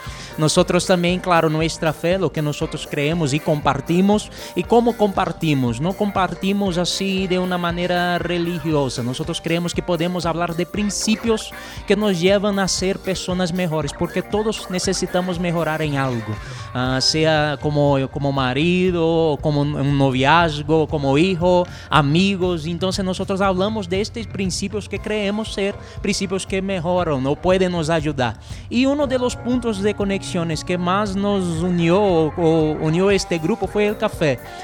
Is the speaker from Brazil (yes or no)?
yes; Brazil; Spanish is a second language; Yo soy misionero brasileño y estoy acá por eso.